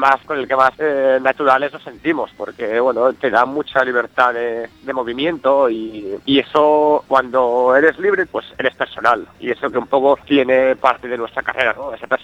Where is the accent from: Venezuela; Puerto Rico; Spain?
Spain; Sant Feliu de Llobregat, Catalonia; No hace mucho estuvimos tocando en mi pueblo, en San Feliu de Llobregat.